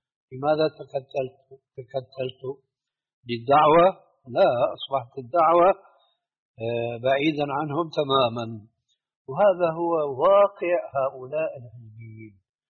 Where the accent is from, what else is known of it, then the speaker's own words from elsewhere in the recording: Syria; ساكن هناك في الجبل في جبل قاسمون عندنا في سوريا